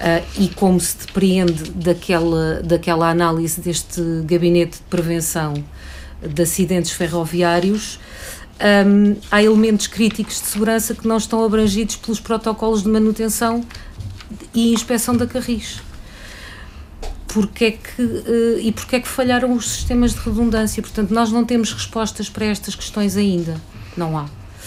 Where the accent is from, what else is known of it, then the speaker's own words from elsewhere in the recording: Lisbon, Portugal; eu deixei de andar naquele equipamento como lisboeta